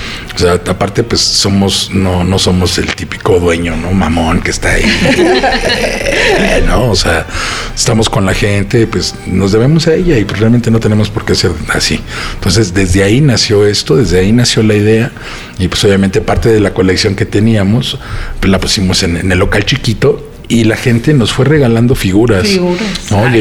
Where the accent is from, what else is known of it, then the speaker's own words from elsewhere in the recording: Mexico City, Mexico; somos de Portales, toda la vida hemos estado ahí, pues qué mejor que tener un lugar en tu colonia